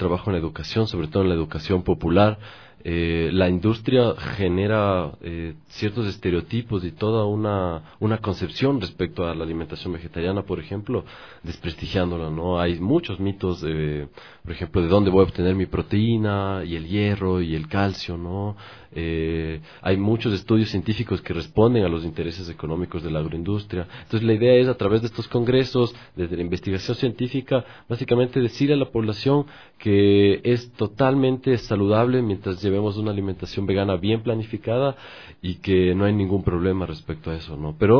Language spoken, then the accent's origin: Spanish; Ecuador; que es la alimentación, diríamos, usual de nosotros como ecuatorianos